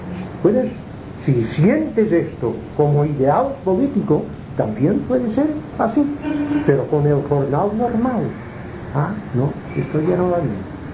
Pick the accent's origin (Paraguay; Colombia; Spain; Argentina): Spain; Palma, Balearic Islands; also born or lived in Inca; yo nací en Inca, me trajeron a Palma, que era un niño muy pequeñito